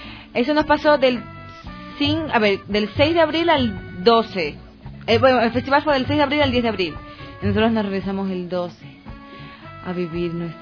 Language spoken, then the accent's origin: Spanish; Guayaquil, Guayas, Ecuador; Yo soy de Guayaquil